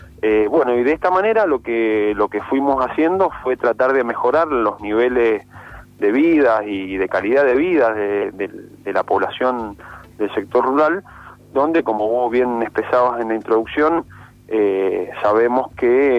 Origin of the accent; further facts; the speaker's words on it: Mendoza, Argentina; yo soy de Mendoza, estamos acá en la delegación de la provincia de Mendoza